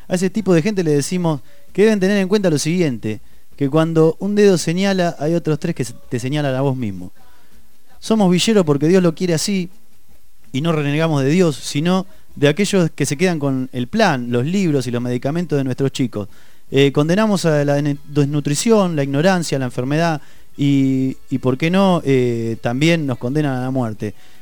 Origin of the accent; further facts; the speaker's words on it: Argentina; ya es un género que nos identifica como cumbieros argentinos en todo el mundo